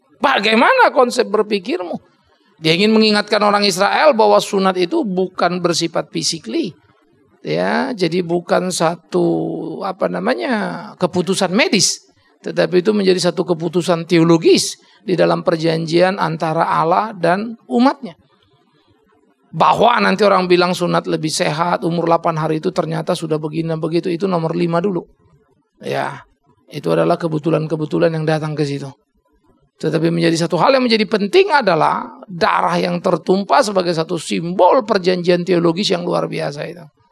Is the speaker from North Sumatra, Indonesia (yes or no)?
yes; Pematangsiantar, North Sumatra, Indonesia; Kampung saya di center sana. Tempat lahir saya gak punya tanah di sana. Tapi bukan berarti saya tidak menjadi orang Siantar, saya bukan menjadi orang Batak lagi.